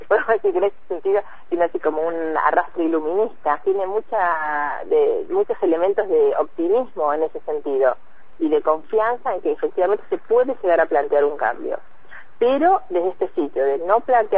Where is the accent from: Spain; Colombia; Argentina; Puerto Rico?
Argentina; Bariloche, Río Negro; yo soy de Bariloche